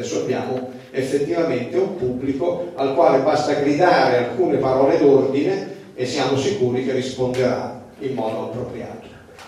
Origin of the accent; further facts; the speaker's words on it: Reggio Calabria, Calabria, Italy; io quando ero ragazzo, io sono nato a Reggio Calabria